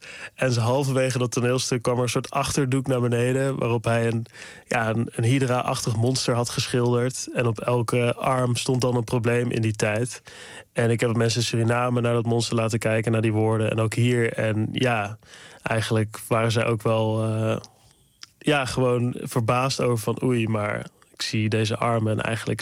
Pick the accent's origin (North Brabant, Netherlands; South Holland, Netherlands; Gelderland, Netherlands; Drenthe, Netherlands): North Brabant, Netherlands; ik voel me gewoon hier gewoon uit Brabant, uit het dorp.